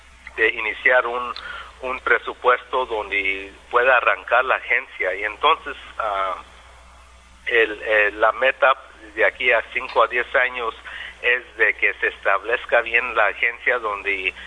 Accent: California, United States; born there; yo nomás nací en Estados Unidos por circunstancias de que mis papás eran campesinos que trabajaban en los campos de California, y nací en el verano

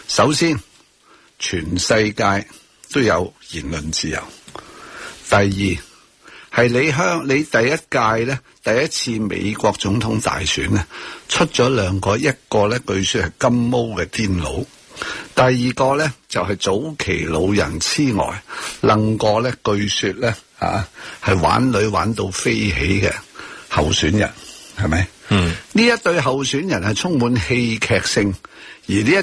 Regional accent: Hong Kong; 我哋香港人喺网络讲茶余饭后讲系不存在压住嘅问题

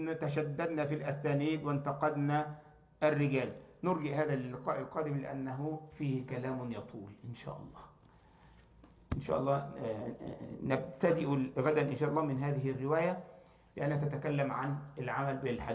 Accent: Egypt; احنا عندنا في مصر حب الوطن فرض عليا

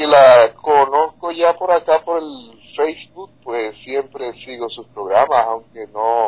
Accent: Dominican Republic; Sí, soy guitarrista dominicano, sí.

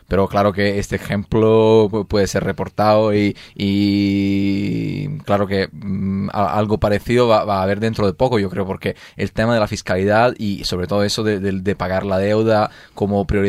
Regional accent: Rome, Lazio, Italy; Spanish is a second language; O sea, yo vengo de Roma, que es una ciudad donde con 5 millones oficiales de habitantes y dos líneas de metro.

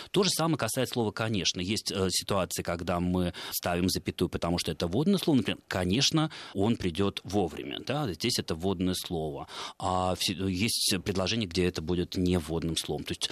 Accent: Saint Petersburg, Russia; И сами мы питерские.

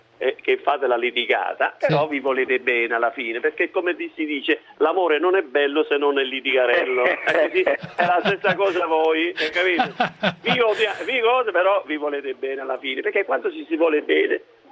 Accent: Abruzzo, Italy; io vengo dalla campagna e ne sono fiero. E ne sono fiero, io vengo dall'Abruzzo, tu sai, io vengo da un paese Giuliano.

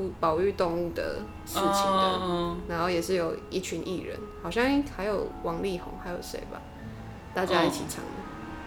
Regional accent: Taiwan; accent: Taiwanese Mandarin; 像我就是一直唱台湾国语，打坏了整个节目。

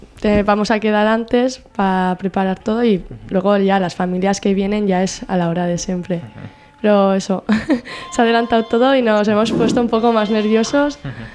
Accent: Berriozar, Navarre, Spain; los que somos de Berriozar

